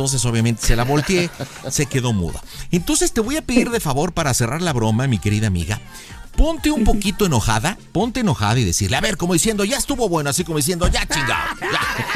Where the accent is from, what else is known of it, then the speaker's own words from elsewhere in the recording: Jalisco, Mexico; moved away; Yo soy de Jalisco, hace muchos años vine por acá